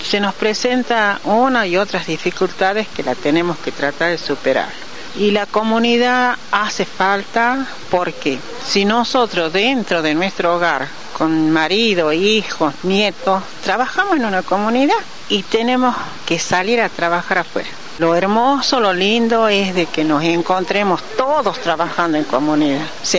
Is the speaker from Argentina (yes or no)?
yes; Frías, Santiago del Estero, Argentina; Soy de Frías, pertenezco a la parroquia Inmaculada Concepción de la pequeña comunidad de la Capilla San Cayetano del barrio 24 de septiembre.